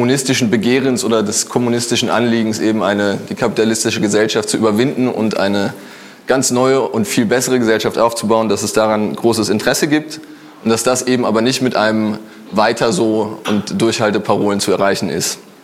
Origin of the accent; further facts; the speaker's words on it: Frankfurt, Hesse, Germany; Ich komme aus Frankfurt.